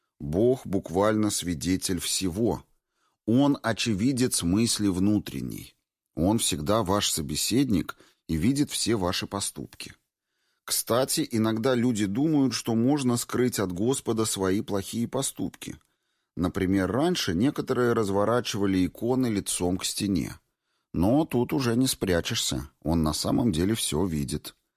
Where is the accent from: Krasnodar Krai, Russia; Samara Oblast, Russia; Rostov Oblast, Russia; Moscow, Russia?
Moscow, Russia; Я коренной москвич. Ведь правда же, многие москвичи время от времени испытывают ощущение, что за МКАДом жизни нет.